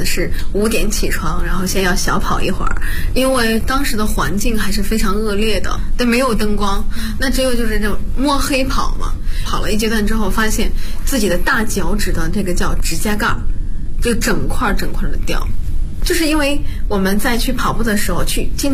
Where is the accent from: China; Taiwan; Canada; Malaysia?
China; Bozhou, Anhui; 我是画图五禽系第59代传承人，我来自安徽亳州。